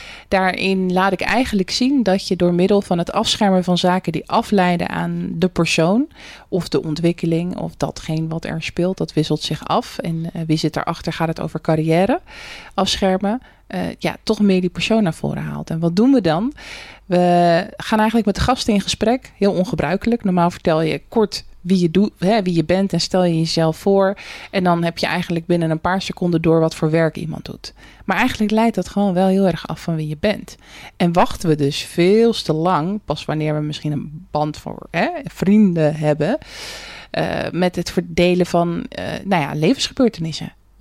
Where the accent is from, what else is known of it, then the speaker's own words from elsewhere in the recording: Rotterdam, South Holland, Netherlands; En ik als Rotterdammer kan natuurlijk geen nee zeggen.